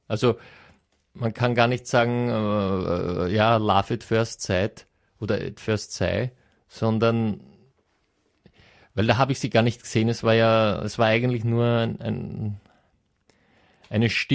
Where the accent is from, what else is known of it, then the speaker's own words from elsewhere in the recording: Padua, Veneto, Italy; Eben, du hast das richtig gesagt, ich komme ja aus Padua